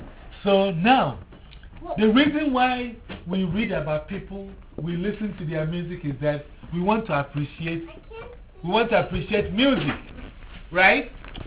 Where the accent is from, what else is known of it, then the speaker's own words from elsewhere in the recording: Ghana; I'm from Ghana, right? Ghana is in Africa.